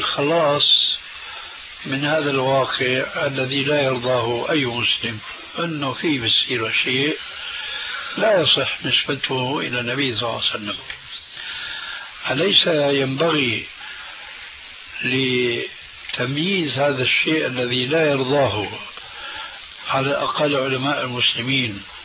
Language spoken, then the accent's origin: Arabic; Syria; هذا موجود عند الصوفية عندنا بسوريا من زمان.